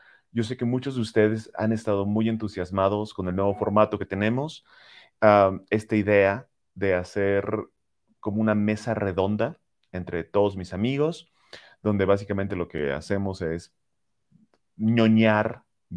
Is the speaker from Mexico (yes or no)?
yes; Cancún, Quintana Roo, Mexico; yo soy originalmente de Cancún, toda mi familia continúa viviendo en Cancún y yo los voy a visitar normalmente cada fin de año, diciembre y enero.